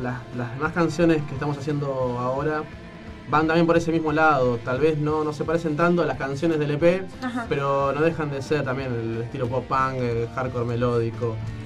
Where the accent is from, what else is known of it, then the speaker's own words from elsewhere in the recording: Isidro Casanova, Buenos Aires Province, Argentina; Y bueno, yo soy de Casanova. Estamos todos desparramados.